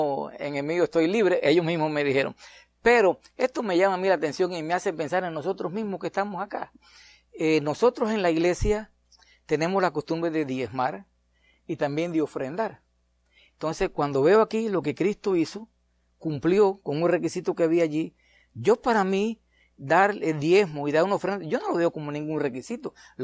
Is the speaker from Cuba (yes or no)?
yes; Cuba; le pasó a un gallego allá en mi país, en Cuba.